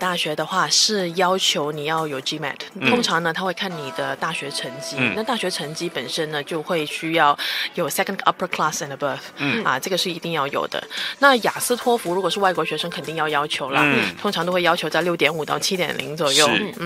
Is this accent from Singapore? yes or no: no; Hong Kong; 对因为我特别喜欢看文具然后小时候在香港也很多就是日式的但新加坡没有